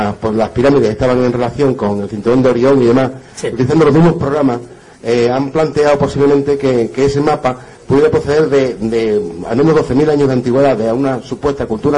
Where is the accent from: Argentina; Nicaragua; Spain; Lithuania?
Spain; Huelva, Andalusia; yo que soy de Huelva